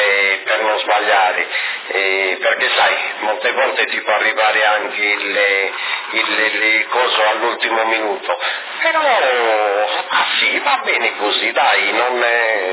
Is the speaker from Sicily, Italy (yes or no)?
no; Sassari, Sardinia, Italy; Beh, penso proprio di sì, io sono sassarese in chiave proprio.